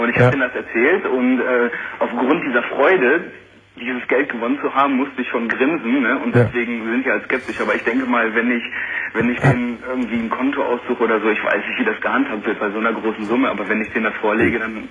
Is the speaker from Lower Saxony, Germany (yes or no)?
yes; Lower Saxony, Germany; born there; und zwar, ich bin in Ostfriesland geboren.